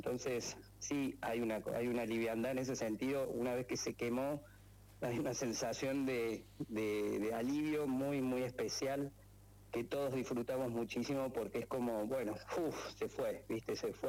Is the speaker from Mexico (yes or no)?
no; Córdoba, Argentina